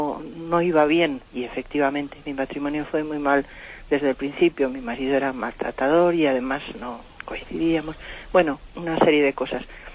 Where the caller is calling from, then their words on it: Madrid, Community of Madrid, Spain; de Madrid.